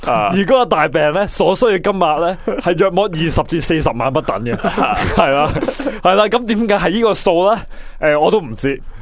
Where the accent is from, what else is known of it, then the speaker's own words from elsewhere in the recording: China; 我哋强国人呢嚟到香港又好，去日本又好，去泰国又好，都好鍾意买药嘅